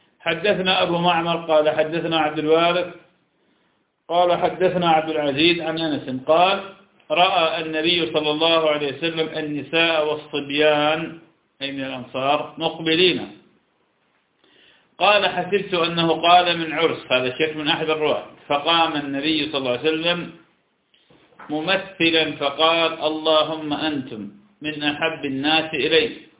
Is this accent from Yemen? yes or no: no; Iraq; فلم عندنا في العراق الكوبيسيون يأكلونه كثيرا.